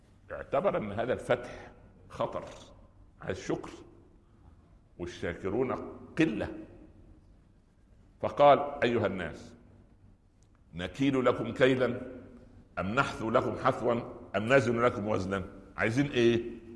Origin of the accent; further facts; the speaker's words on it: Minya Governorate, Egypt; في صعيد مصر، يعني جوار قريتي، مدينة اسمها البهنسة،